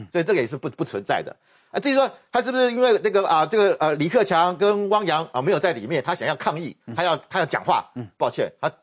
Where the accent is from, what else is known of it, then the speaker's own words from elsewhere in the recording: Taiwan; 我觉得我们台湾人真的很敦厚。